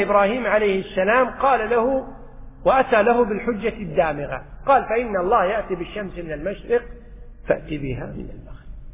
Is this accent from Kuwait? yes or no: yes; Kuwait; بالعامية عندنا بالكويت يقول توهج